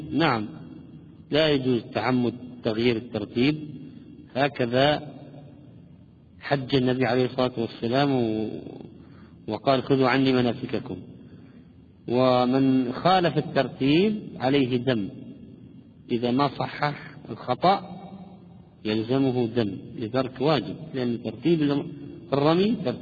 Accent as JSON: {"language": "Arabic", "country": "Palestine", "said": "عندنا في فلسطين والشام؟ يقولون يسلم راسك أو عظم الله أجركم"}